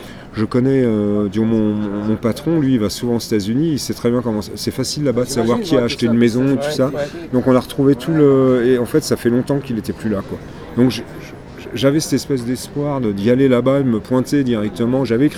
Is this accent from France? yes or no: yes; Versailles, Île-de-France, France; Donc je suis resté à Versailles et j'ai grandi à Versailles